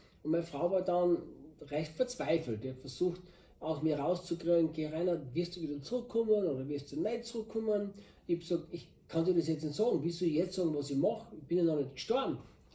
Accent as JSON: {"language": "German", "region": "Styria", "country": "Austria", "tie": "born or raised there", "moved": "yes", "lives_now": "Brazil", "said": "ich bin Österreicher, ich bin Steirer, bin in der Steiermark aufgewachsen, bin 58 Jahre und bin seit vielen Jahrzehnten Christ"}